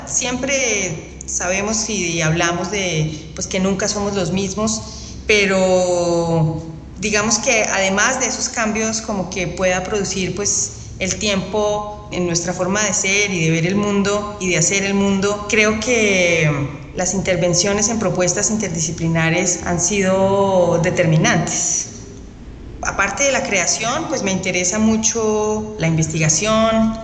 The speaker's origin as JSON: {"language": "Spanish", "country": "Colombia", "said": "soy artista sonora, soy compositora colombiana."}